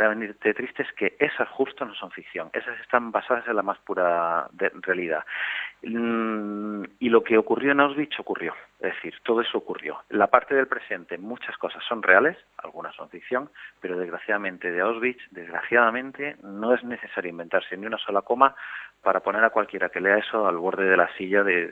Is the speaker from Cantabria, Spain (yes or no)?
no; Almería, Andalusia, Spain; Fue aquí en mi tierra, en Almería